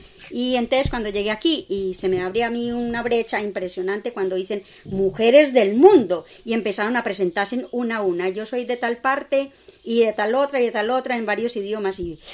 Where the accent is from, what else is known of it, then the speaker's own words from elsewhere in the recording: Medellín, Antioquia, Colombia; now in Spain; porque yo en mi país ocurre, sobre todo en mi provincia, en Medellín, en Antioquia, ocurre lo que pasa aquí